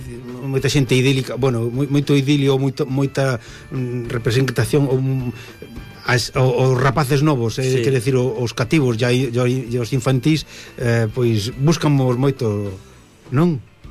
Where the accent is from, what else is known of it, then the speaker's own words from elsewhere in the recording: Ourense, Galicia, Spain; Este grupo é da miña terra.